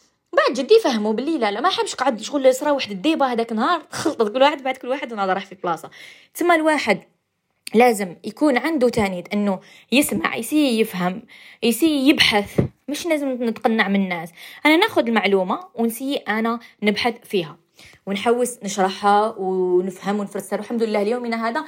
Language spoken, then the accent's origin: Arabic; Algeria; accent: Algerian; حنا نفسروا على حساب ثاني اللهجه تاعنا الجزائريه، على حسبنا وحنا لهجتنا ماشي صحيحه